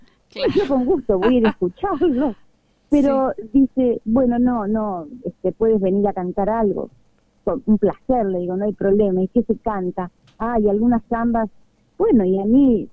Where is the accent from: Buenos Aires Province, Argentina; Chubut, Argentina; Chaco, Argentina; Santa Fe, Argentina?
Santa Fe, Argentina; Venado Tuerto; Y por supuesto, tengo parte de mi familia ahí, que si Dios quiere, los voy a ver, porque ahora el 29 creo que ya viajo para allá. Y voy a Venado Tu